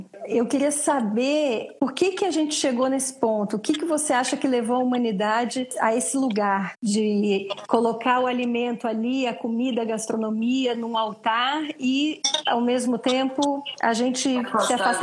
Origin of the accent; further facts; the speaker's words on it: Brazil; porque a gente, assim, como brasileiros e como humanidade mesmo, na verdade, a gente nunca comeu tanto fora de casa, né?